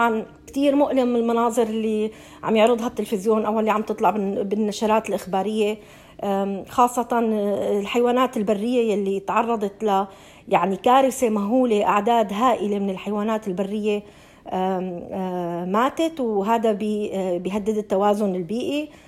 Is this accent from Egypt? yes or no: no; Syria; now in Australia; نحن كسوريين جينا على هاي البلد لاجئين، أنا وعائلتي لنا 5 سنين تقريبا بهاي البلد.